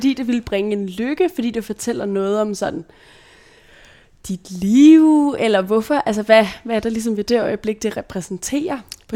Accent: Brøndby, Capital Region of Denmark, Denmark; du bor faktisk lidt i grænselandet mellem sådan Brøndby, hvor jeg er vokset op faktisk

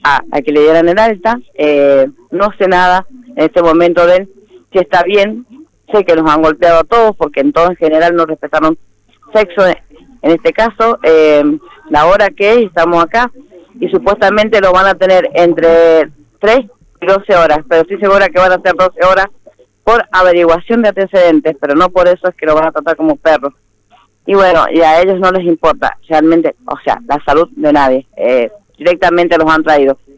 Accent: Mendoza, Argentina; somos todos de Mendoza.

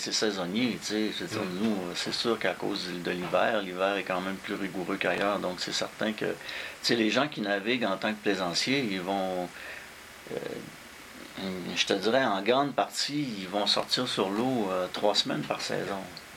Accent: Quebec, Canada; also born or lived in Montréal; j'ai passé un bout de temps de mon enfance en Gaspésie. Donc, c'est là que ça a commencé, c'est sûr. Mon rapport au fleuve a commencé là. J'ai été longtemps à Montréal, mais tout le temps, j'ai vécu 15 ans à Montréal

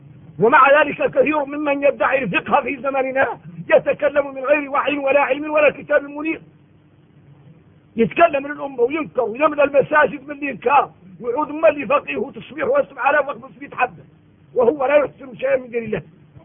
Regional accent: Mauritania; من احنا موريتاني

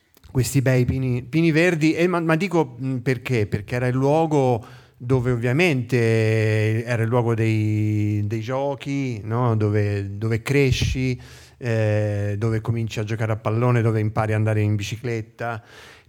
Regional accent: Viareggio, Tuscany, Italy; io vengo da Viareggio, sulla costa toscana. Posto di villeggiatura che conserva proprio nel pieno, nel cuore della città una grande pineta. Il cuore della nostra città è per fortuna un cuore verde, che è stato salvato da qualsiasi speculazione.

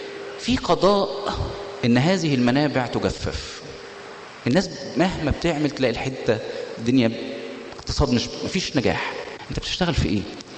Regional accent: Egypt; انا بشوف الكلام ده مش من واقعي كمصري، كلام صعب عليا جدا. انا كمصري اتمنى ان الدنيا تبقى مش كده

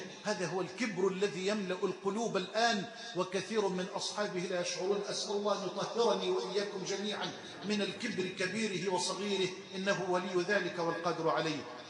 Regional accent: Egypt; اللهم اجعل بلدنا مصر أمنا أمانا سخاء رخاء

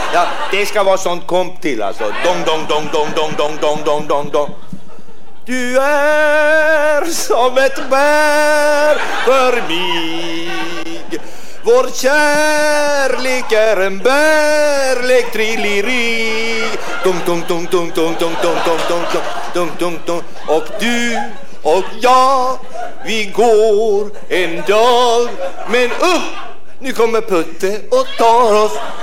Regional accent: Åkra, Sweden; born there; Jag är född i Åkra.

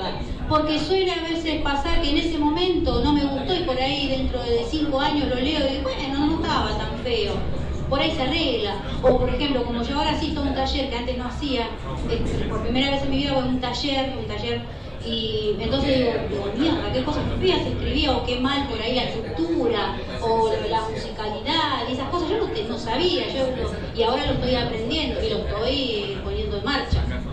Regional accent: La Plata, Buenos Aires Province, Argentina; soy de La Plata.

